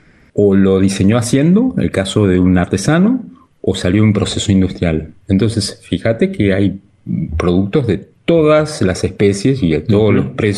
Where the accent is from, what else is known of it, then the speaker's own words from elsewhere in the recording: Argentina; born there; also born or lived in Europe; Yo nací en Argentina, en una familia de clase media común y terminé trabajando en lugares que nunca me hubiera imaginado. En Europa, en varios países